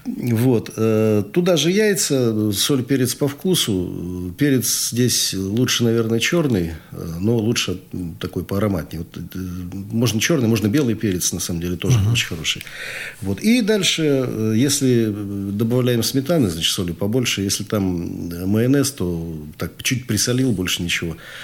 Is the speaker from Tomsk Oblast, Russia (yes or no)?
yes; Tomsk, Tomsk Oblast, Russia; Вообще Сибирь, Западная Сибирь, например, я-то оттуда родом, я из Томска родом.